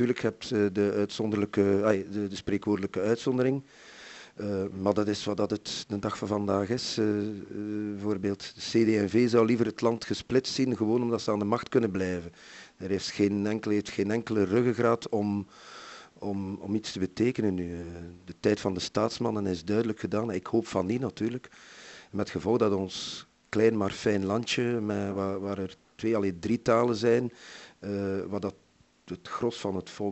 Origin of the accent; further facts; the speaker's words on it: Brussels, Belgium; first language fr; Dutch is a second language; also born or lived in West Flanders; voor mij is Frans mijn eerste taal. Ik kom uit een Franstalig gezin uit Brussel door omstandigheden zijn we in West-Vlaanderen gaan wonen.